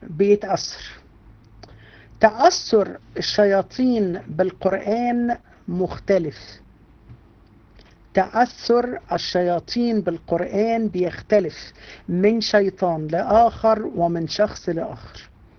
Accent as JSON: {"language": "Arabic", "country": "Egypt", "said": "احنا عندنا في مصر في الارياف"}